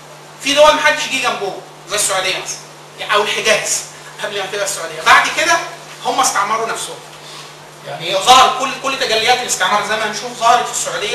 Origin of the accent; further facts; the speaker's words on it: Upper Egypt, Egypt; وطبعا انا من الصعيد اصلا